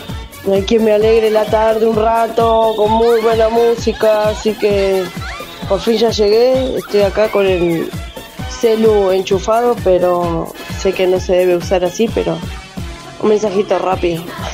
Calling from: Quilmes, Buenos Aires Province, Argentina; de Quilmes

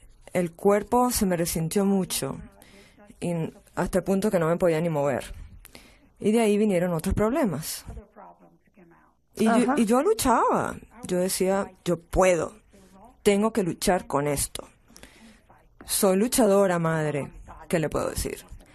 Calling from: Pennsylvania, United States; Soy de Pensilvania.

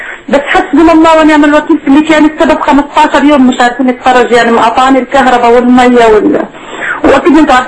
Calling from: Gaza, Gaza Strip, Palestine; معلش أنا بحكي من غزة من

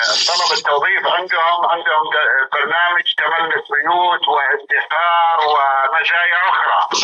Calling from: Saudi Arabia; أنا أكلمك من السعودية، عندي سؤال.

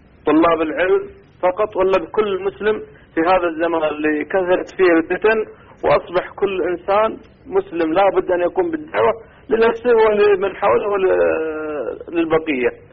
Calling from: Saudi Arabia; من السعودية

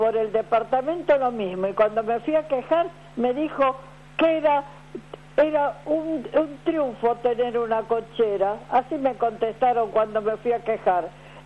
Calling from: Avellaneda, Buenos Aires Province, Argentina; Soy de Avellaneda

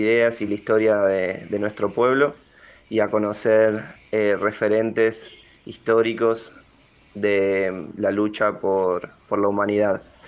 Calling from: Balvanera, Buenos Aires, Argentina; de Balvanera y este abrazo es para todos ustedes

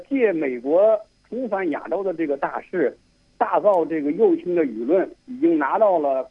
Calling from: Beijing, China; 我是北京的。

